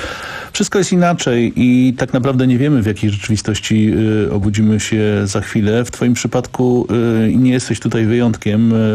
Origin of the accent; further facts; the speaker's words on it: Kraków, Lesser Poland, Poland; Jestem Krakusem